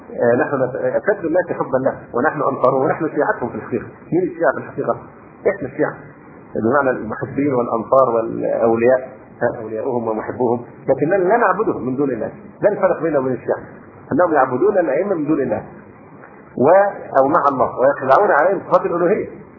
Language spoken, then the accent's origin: Arabic; Egypt; فموضوع أن المصريين هم مش بيعزونا عشان إحنا مصريين